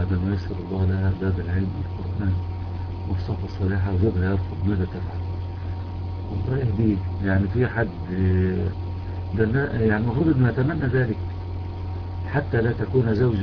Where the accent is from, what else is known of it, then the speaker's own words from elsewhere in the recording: Egypt; بخلاف عندنا في مصر مثلا لم يحدث تغيير واضح